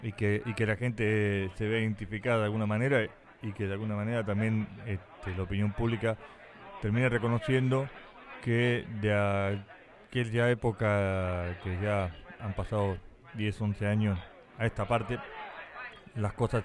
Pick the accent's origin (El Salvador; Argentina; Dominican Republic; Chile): Argentina; Nosotros, como argentinos, vivimos una situación similar.